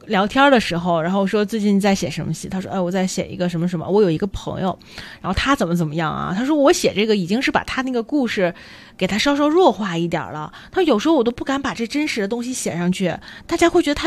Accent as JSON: {"language": "Chinese", "region": "South China", "country": "China", "tie": "born or raised there", "said": "对于喜剧而言，我是在南方长大的"}